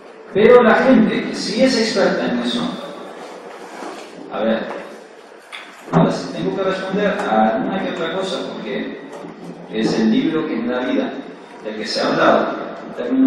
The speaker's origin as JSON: {"language": "Spanish", "country": "Peru", "said": "Yo provengo, como todo peruano, provengo de un ambiente igual que el de ustedes."}